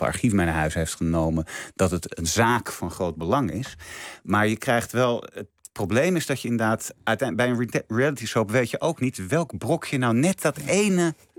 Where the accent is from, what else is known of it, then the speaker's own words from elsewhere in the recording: Netherlands; omdat wij ons als Nederlanders verbeelden dat we eigenlijk een soort Amerikanen zijn.